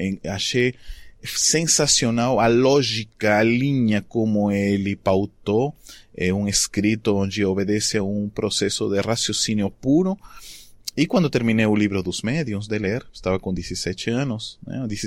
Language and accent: Portuguese; Arequipa, Peru; Portuguese is a second language; depois fui para minha cidade natal, Arequipa